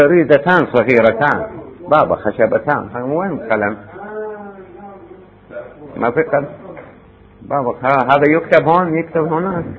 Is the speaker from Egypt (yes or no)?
no; Iraq; احنا عندنا بالعراق يسموه كلبتوز